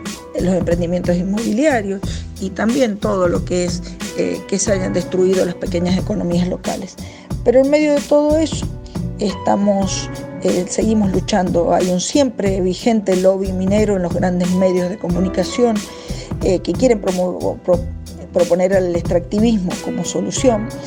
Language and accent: Spanish; Mendoza, Argentina; Bueno, contarles que Mendoza se volvió famosa porque tuvimos unas grandes puebladas en el mes de diciembre